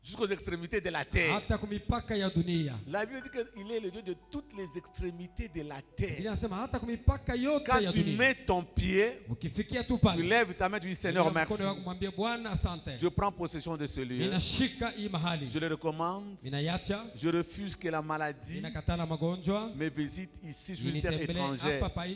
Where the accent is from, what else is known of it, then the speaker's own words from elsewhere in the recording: Kolwezi, Lualaba, DR Congo; Évidemment, je suis né à Kolwezi. J'ai grandi à